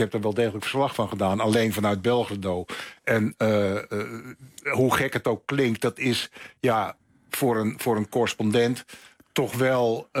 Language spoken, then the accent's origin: Dutch; Netherlands; Ik ben natuurlijk gewoon in mijn hart nog gewoon een polderjongen. En Nederland is mijn vaderland en zal het ook altijd blijven.